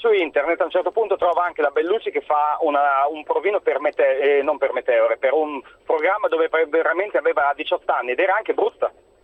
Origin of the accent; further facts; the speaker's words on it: Modena, Emilia-Romagna, Italy; No, io sono di Modena.